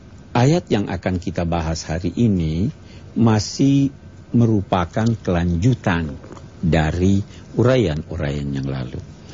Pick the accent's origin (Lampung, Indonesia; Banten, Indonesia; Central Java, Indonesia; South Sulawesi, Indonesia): South Sulawesi, Indonesia; Makassar; Ini kampung saya.